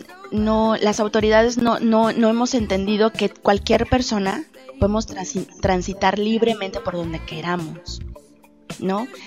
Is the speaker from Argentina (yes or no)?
no; Guanajuato, Mexico; primero que nada, primero soy guanajuatense, soy mujer, soy persona, ¿no?